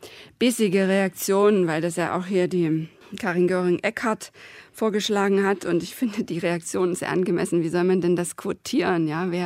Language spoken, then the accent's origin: German; East Germany, Germany; born there; Ich bin im Osten geboren und ich bin eben nicht in den Westen ausgewandert.